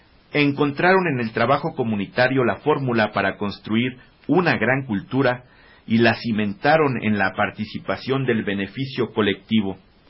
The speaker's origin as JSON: {"language": "Spanish", "country": "Mexico", "said": "podemos seguir hacia adelante como mexicanos"}